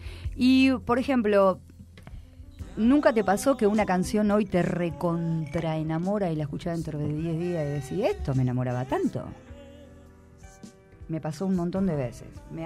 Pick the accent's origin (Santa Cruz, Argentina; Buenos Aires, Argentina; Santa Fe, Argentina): Buenos Aires, Argentina; vengo de Lugano